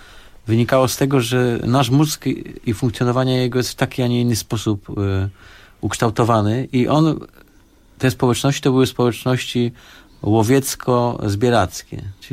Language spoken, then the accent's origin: Polish; Sosnowiec, Silesian Voivodeship, Poland; bo ja pochodzę z Sosnowca